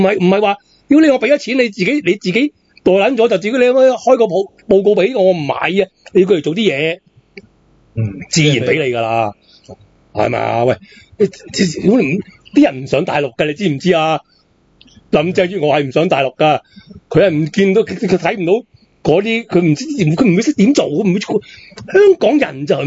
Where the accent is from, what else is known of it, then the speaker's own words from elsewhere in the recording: Macau; 我澳门人一样噶